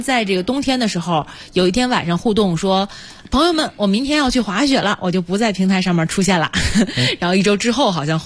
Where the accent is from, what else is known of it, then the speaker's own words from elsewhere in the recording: Guangdong, China; 你像我小的时候生活在广东，就必须得先喝汤的，就没有人吃完饭之后我再去喝汤的。